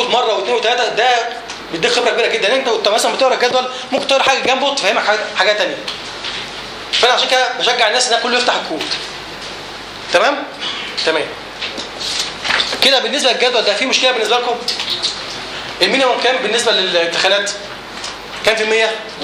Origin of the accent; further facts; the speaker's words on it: Egypt; زي عندنا في مصر بعد 5 أيام شوت داون على طول